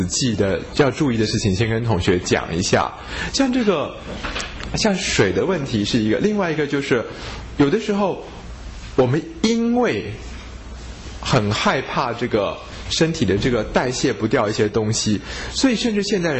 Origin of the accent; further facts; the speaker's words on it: Taiwan; 就觉得我们台湾人好像也没有比较健康